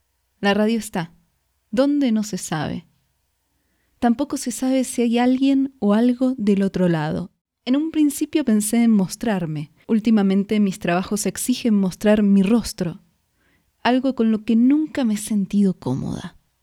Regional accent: Argentina; now in Mexico; Hace casi 10 años que vivo en México. Cuando salí de Argentina no existían las redes sociales.

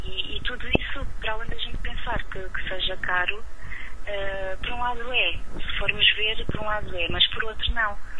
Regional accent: Alentejo, Portugal; uma vez nas festas da minha aldeia, no Alentejo, sou alentejana, pedi se poderia cantar alguns temas.

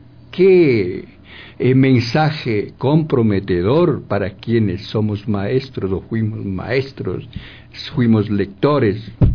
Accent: Ambato, Tungurahua, Ecuador; En realidad, pues, yo soy de Ambato y soy el escritor de este trabajo ecológico prácticamente.

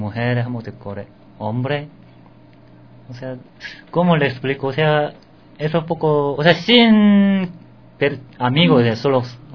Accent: South Korea; Spanish is a second language; O sea, soy coreana, entonces yo sé cómo, yo lo conozco bueno. Corea.

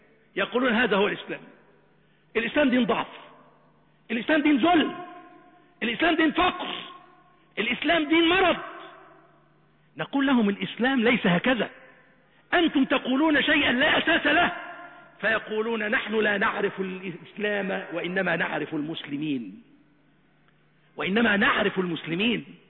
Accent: Egypt; نجد أن بلادنا مصر تنعم بخيرات وبركات لا حصر لها ولا عد.

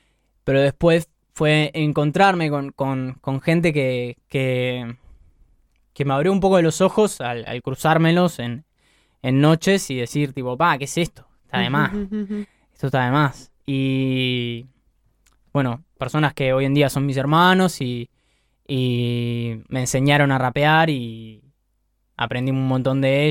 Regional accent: Montevideo, Uruguay; yo de acá, Montevideo, nací por... De chico era de ahí, por Tres Cruces, vivía al lado del túnel. Y desde los 7 años que estoy viviendo por Villa Dolores, ahí el zoológico.

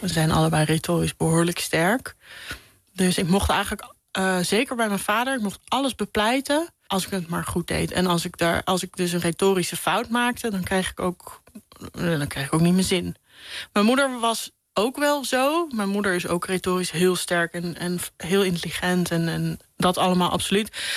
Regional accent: Hilversum, North Holland, Netherlands; also born or lived in Amsterdam; Dat het eerste van mijn jeugd woonden we in Amsterdam. En begaven we ons ook in een veel gemêleerder gezelschap dan nadat we naar Hilversum verhuisden.

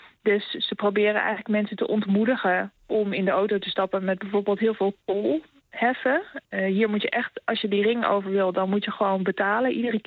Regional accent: Netherlands; now in Norway; wij zijn natuurlijk gewoon niet gewend om zo lang in de auto te zitten voordat je ergens bent. Daar moesten wij hier wel aan wennen.

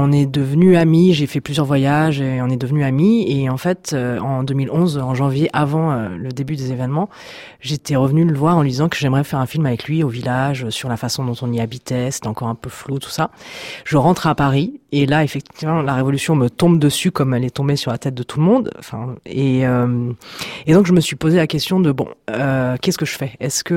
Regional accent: Egypt; j'ai grandi en Égypte, donc j'ai passé toute mon enfance et mon adolescence là-bas, que j'ai des origines égyptiennes aussi un tout petit peu. J'ai une grand-mère qui est égyptienne. Bon, enfin, c'est vraiment une sorte de deuxième pays. Pour moi, j'ai appris l'arabe, j'ai fait des études d'arabe

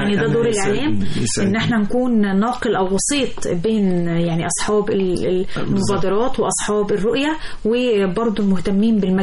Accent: Egypt; يعني أنا كمصري أروح فين وإيه الأمراض؟

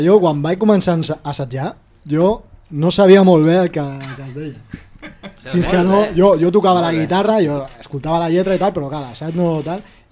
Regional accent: El Prat de Llobregat, Catalonia, Spain; jo soc del Prat i ja vaig rebre la influència des de petit

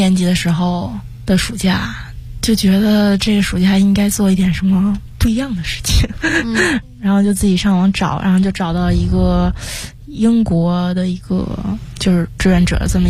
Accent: Beijing, China; 不过我觉得最终可能还是会回到北京吧，我还是很喜欢北京的，从小生活在这里，也希望可以陪在爸妈身边。

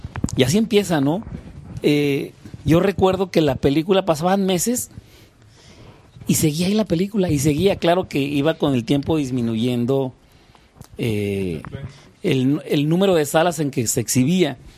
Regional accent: Durango, Mexico; now in Mexico City, Mexico; Y vuelves otra vez a eso, güey, a revivirlo, lo que ya había visto allá en mi tierra, y empiezas a compartirlo con tus amigos, güey. Estando Durango más cerca de la frontera que la capital

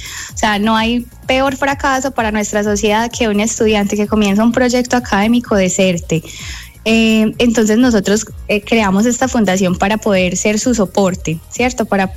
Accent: Colombia; now in United States; todos somos corazones totalmente colombianos

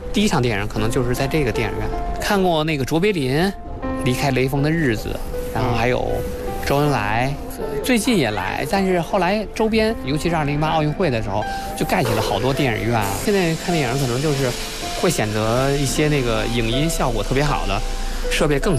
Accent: Tongzhou, Beijing, China; 我从小就生活在这片胡同嘛

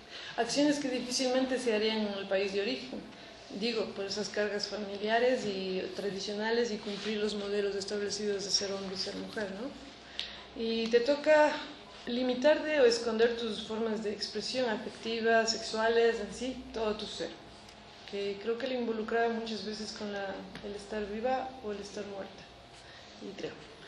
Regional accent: Ecuador; moved away as an adult; activista por más de 10 años en mi país de origen, Ecuador. Hoy por hoy emprendo luchas junto con realidades distintas de ser migrante

